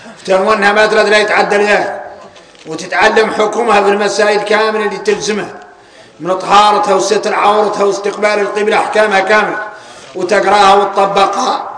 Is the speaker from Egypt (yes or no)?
no; Mauritania; احنا موريتاني عندنا شيء شريعه وعندنا شيء ذريعه